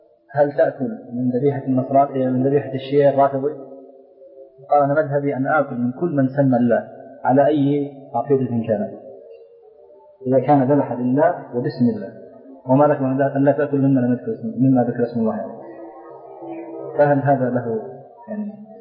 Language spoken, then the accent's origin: Arabic; Kuwait; أحد طلبة العلم عندنا في الكويت